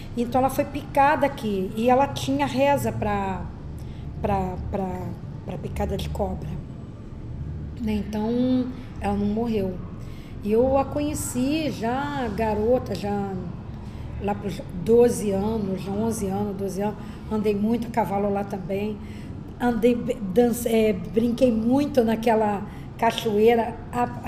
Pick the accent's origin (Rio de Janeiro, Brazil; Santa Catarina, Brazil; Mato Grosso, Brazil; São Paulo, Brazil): Rio de Janeiro, Brazil; Então, eu sou portelense, porque todas nós fomos criadas ali na Portela.